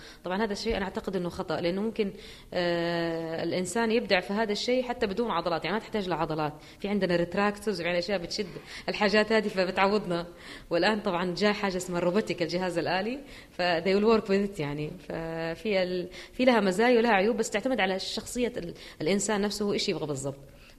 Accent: Jeddah, Makkah Province, Saudi Arabia; طبعا عشان عندنا في جدة ما هو موجود لكن في الرياض

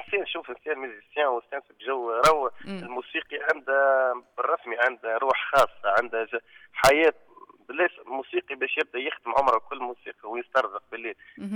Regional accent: Gafsa, Gafsa Governorate, Tunisia; وأنا ولد قفصة ولد معتمد في الخير ونسمع ويعجبني فن القفصي

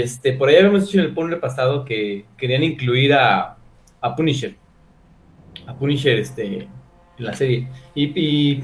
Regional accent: Mexico; Soy mexicano, soy moreno

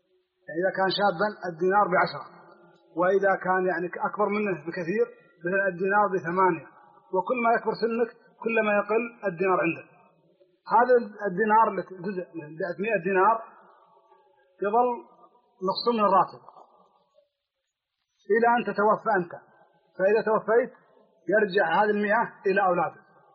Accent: Kuwait; عندنا في الكويت الموظف يتوظف سنة عاما

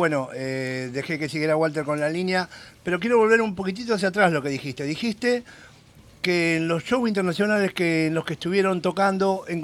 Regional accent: Argentina; es como vos decís, somos Argentina, es inevitable

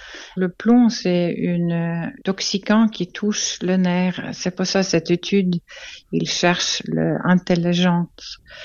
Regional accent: Switzerland; French is a second language; On fait quoi avec le batterie chez nous en Suisse?

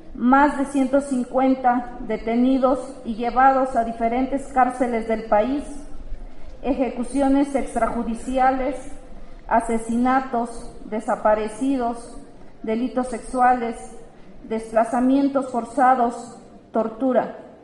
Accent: Oaxaca, Mexico; first language Zapotec; Somos lengua zapoteca de la Sierra Sur de la región Los Sicha, Oaxaca. Somos hijas e hijos de nuestros pueblos zapotecas

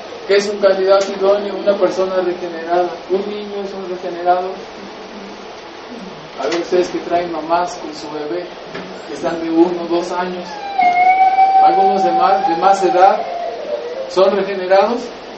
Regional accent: Mexico; Y eso lo estoy diciendo, yo soy mexicano.

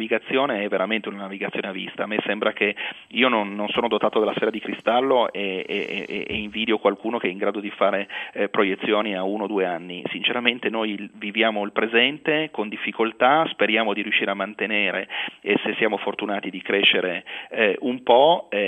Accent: Turin, Piedmont, Italy; come noi siamo di Torino

